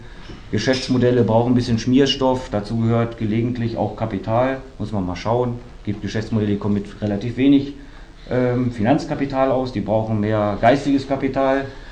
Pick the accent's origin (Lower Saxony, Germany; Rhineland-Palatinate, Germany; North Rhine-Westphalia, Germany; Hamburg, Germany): Lower Saxony, Germany; Wolfsburg; now in Berlin, Germany; Ne, von Wolfsburg, sozusagen von Hauptstadt zu Hauptstadt. Ich komme aus der Hauptstadt von Volkswagen. Bin jetzt hier in der deutschen Hauptstadt angekommen.